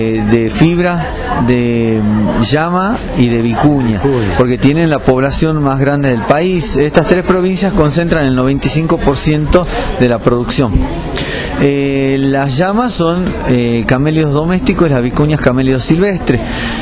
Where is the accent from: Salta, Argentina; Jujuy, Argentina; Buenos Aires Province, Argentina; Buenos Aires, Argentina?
Jujuy, Argentina; yo soy jujeño y trabajo en el INTA de Abra Pampa